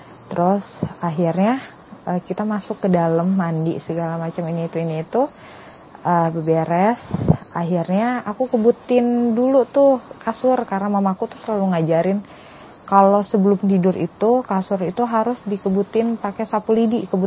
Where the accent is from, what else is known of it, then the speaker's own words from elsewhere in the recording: Java, Indonesia; Karena aku memang dasarnya orang Jawa, jadi aku tuh kayak seneng kalau balik, wah itu nuansa kampung aku banget ya gitu.